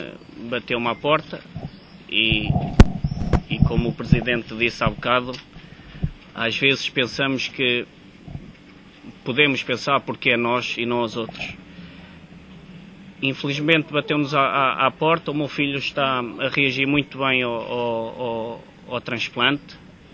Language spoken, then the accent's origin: Portuguese; Oliveira do Hospital, Coimbra, Portugal; desde a minha terra natal. Muito obrigado, Sr. Presidente, porque para mim é um grande orgulho de esta associação de começar a dar os primeiros passos aqui em Oliveira do Hospital